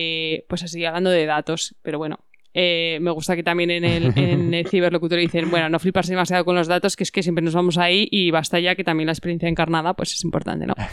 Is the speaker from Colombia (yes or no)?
no; Aragon, Spain; nos meten en el saco de, pues que sois españoles. En el sentido de, bueno, bien, igual somos un pueblo de España. Pero que yo hay veces que me identifico, o sea, como que mi identidad aragonesa